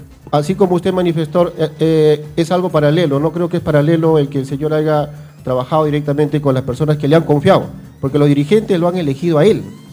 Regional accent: Pachacútec, Callao, Peru; al menos de donde yo vengo, de Pachacútec

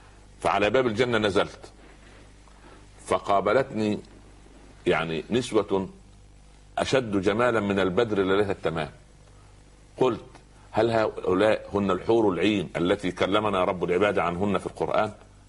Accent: Upper Egypt, Egypt; يقول عندنا في الصعيد على القدر بورما

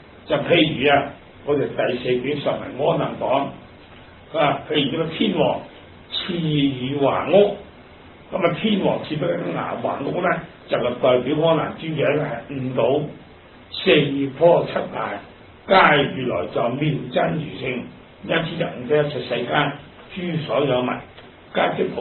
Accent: Hong Kong; 咁我哋香港人咧係人都識噶啦

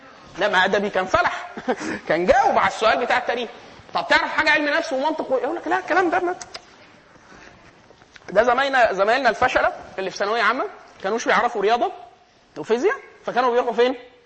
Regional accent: Egypt; خلاص الانجليزيه رديئه لان احنا كمصريين التعليم بتاعنا يعني حط ميزه اضافيه في اللغه الانجليزيه بتاعتنا

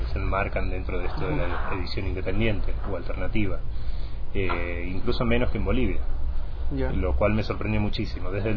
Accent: Argentina; now in Quito, Ecuador; yo, siendo de origen argentino, recién hace unos año y medio que vivo aquí en Quito

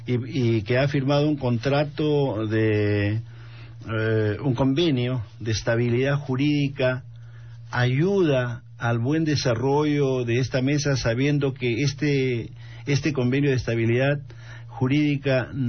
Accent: Tacna, Peru; porque yo que vengo de Tacna y ahí hay un proyecto

